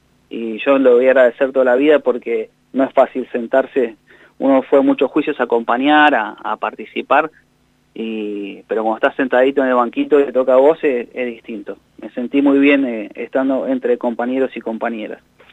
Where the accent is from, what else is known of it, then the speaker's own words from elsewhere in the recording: Cinco Saltos, Río Negro, Argentina; born there; Yo nací en Río Negro, en Cinco Saltos